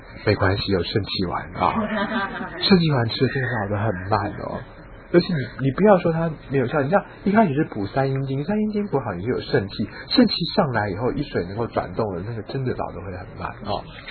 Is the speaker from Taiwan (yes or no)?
no; China; 我们中国人说心为君主之官